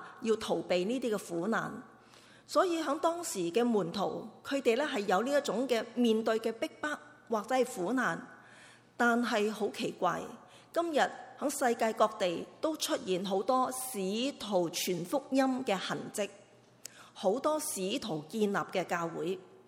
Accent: China; 我们中国人呢，个字真的写得好

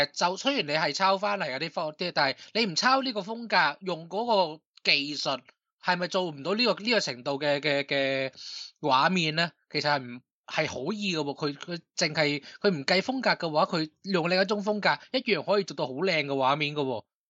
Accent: Hong Kong; 我哋香港人嘅叫法就系抽佢水咧，

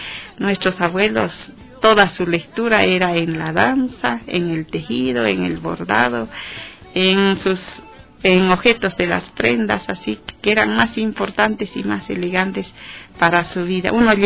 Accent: south, Bolivia; unos temas muy profundos relacionados a comadres en la región del sur de Bolivia, allá en mi país.

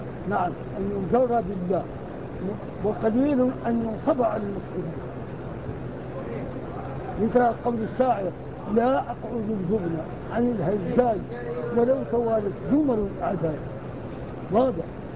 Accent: Morocco; القراءة بالدام عندنا في المغرب في الصحراء

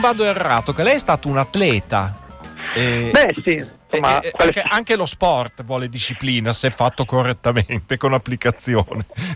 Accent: Ca' de' Fabbri, Emilia-Romagna, Italy; Io sono originario di Cade Fabbri, per cui vicino Minervio.

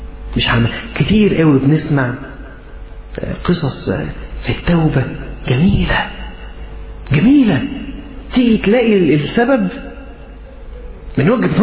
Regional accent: Egypt; accent: Egyptian; عارف لما احنا نقول حتى في لهجتنا المصرية كده أنا تعبان خالص

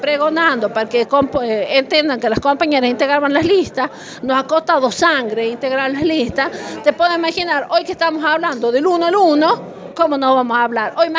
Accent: Argentina; no podemos soportar nosotros, por ejemplo, como argentinos

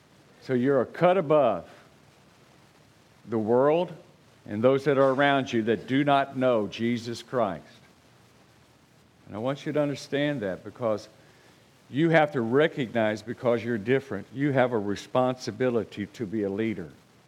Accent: Oklahoma, United States; I'm from Oklahoma. You'll never go where I am. All right? Out in the woods, way out there, you know.

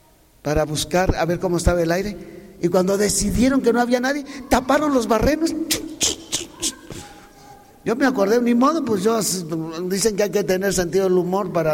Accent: Mexico; tenemos derecho a organizar nuestra vida como mexicanos

